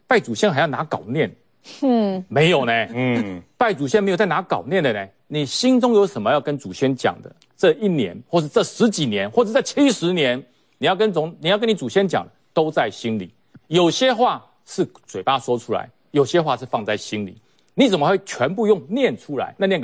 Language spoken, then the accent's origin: Chinese; Taiwan; 那我们台湾人哦，说句实话。我们信仰不一样，但是我们对鬼神人都有一样的尊敬，